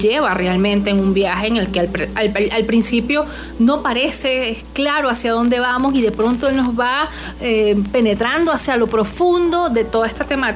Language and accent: Spanish; Venezuela; nos toca a nosotros como venezolanos muy, muy de cerca, porque ahora somos nosotros migrantes